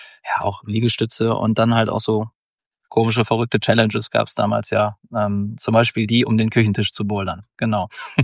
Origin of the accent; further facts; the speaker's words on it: Mülheim, North Rhine-Westphalia, Germany; Ich komme ja aus dem Ruhrgebiet, aus Mülheim.